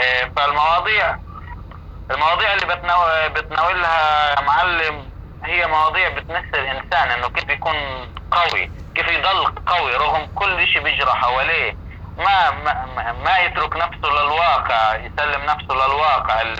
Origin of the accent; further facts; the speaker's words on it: Gaza, Gaza Strip, Palestine; moved away as an adult; فأنا اضطريت أخرج من غزة لأنه أنا بدي بنتي تنولد في بيئة طبيعية كويسة